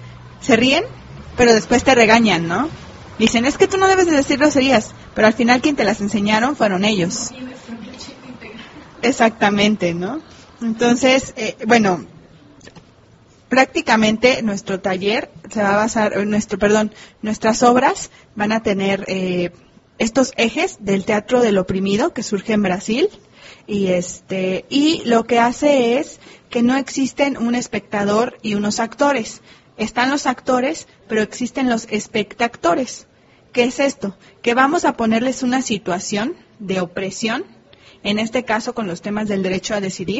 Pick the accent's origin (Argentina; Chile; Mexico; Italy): Mexico; nosotros, como mexicanos, tenemos bien insertado ese chip